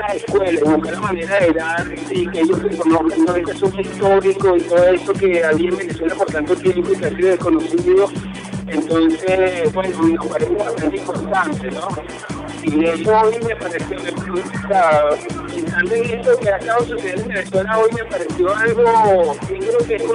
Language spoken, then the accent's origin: Spanish; Mexico; nuestro derecho a la originaria, que somos mexicanos